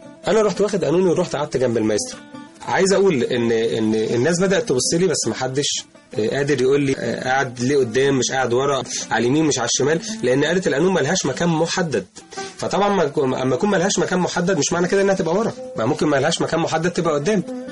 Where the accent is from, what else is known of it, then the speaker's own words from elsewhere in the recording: Egypt; لازم نكون نستاهل ان احنا مصريين.